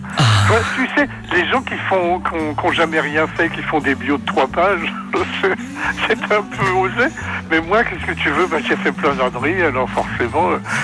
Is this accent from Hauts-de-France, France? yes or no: no; Paris, Île-de-France, France; born there; Mes parents habitaient là, et voilà. Et je suis né donc à Paris à la fin de la guerre.